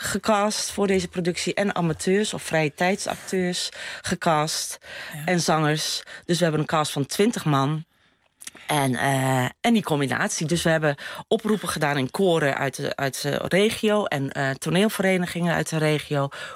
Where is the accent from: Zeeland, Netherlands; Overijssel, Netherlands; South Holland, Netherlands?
Overijssel, Netherlands; Haarle; En Salland, dat is waar ik vandaan kom. Dat is Haarle. Ik kom uit Haarle. Ik ben een boerendochter. Ja. En ben dus geboren en getogen in een kleine gemeenschap, zeg maar, in Haarle. Ja. In Salland.